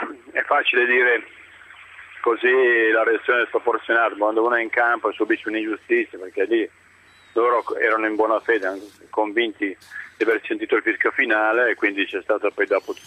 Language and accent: Italian; Pavia, Lombardy, Italy; Ah sì, ma sono di Pavia, non di Cremona.